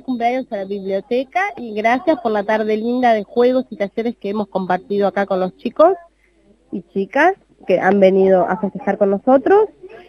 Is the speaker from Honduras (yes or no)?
no; La Plata, Buenos Aires Province, Argentina; tengo 24 años y vengo de La Plata.